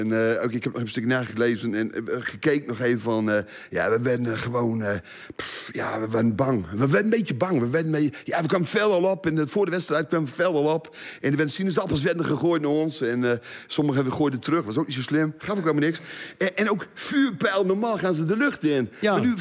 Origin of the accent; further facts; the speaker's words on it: Ten Boer, Groningen, Netherlands; Ik kwam uit Ten Boer, 12 kilometer hier vandaan.